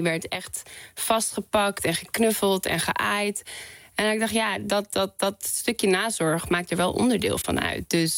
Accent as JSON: {"language": "Dutch", "town": "Amsterdam", "region": "North Holland", "country": "Netherlands", "tie": "born or raised there", "said": "Ik ben opgegroeid in Amsterdam-West en op een autovrij terrein."}